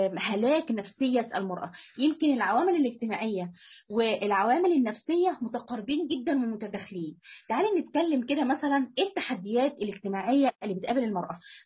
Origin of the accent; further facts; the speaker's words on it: Egypt; سواء في وجه بحري او وجه قبلي مثلا عندنا في مصر